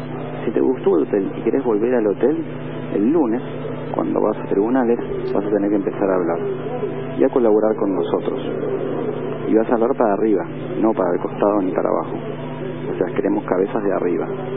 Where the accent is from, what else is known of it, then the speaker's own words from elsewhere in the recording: Argentina; soy el único argentino detenido con un acuerdo firmado y homologado como arrepentido, y soy el único argentino detenido.